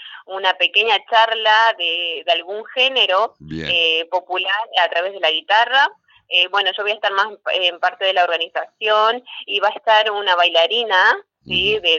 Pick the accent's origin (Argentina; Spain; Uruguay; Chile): Argentina; nuestras costumbres, nuestras tradiciones, que es lo que nos une como argentinos